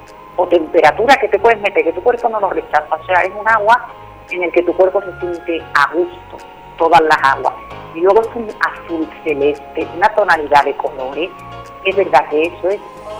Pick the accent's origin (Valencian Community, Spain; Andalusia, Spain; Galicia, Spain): Andalusia, Spain; Málaga; veo que por ejemplo Málaga, que es de donde yo soy, ¿no?